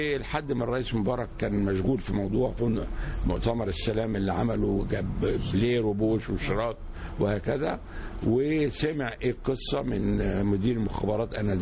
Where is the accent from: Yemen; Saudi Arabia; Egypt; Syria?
Egypt; قلت ليه إحنا كمصريين ما يبقاش عندنا مستعدين المصانع